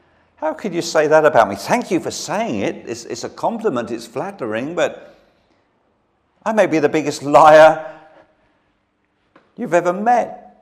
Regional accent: London, United Kingdom; now in Brighton, United Kingdom; I was brought up in South London

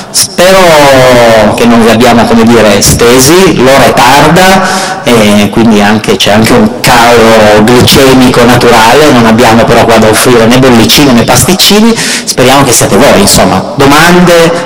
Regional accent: Turin, Piedmont, Italy; io sono di Torino

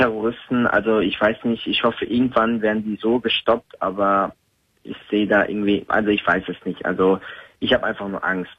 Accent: Turkey; Nein, ich war noch nie als Türke in Istanbul.

